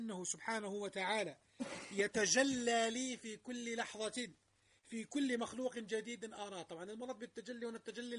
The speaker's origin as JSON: {"language": "Arabic", "country": "Jordan", "said": "تنزل الناس عندنا في الأردن على البتراء"}